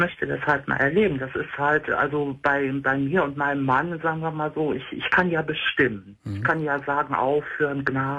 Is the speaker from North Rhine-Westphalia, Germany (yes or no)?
yes; Cologne, North Rhine-Westphalia, Germany; ich komme ja aus Köln. Also hört man bei mir jetzt nicht so heftig.